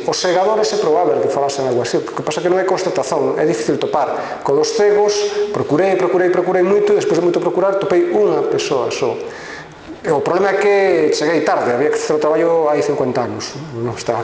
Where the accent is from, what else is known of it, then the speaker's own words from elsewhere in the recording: Vigo, Galicia, Spain; also born or lived in Gomesende; eu son de Vigo, pero a miña familia é de Gomesende, eu morei varios anos en Gomesende, dei aulas en Rivadavia e moraba en Gomesende.